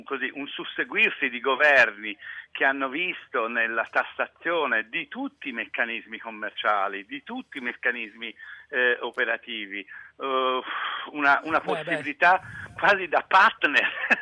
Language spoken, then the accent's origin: Italian; Florence, Tuscany, Italy; io sono fiorentino